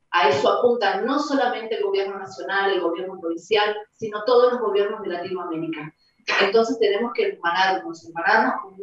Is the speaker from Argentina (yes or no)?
yes; Argentina; Y que sepan los que no se hacen cargo de su propia identidad, porque acá no somos exclusivamente argentinos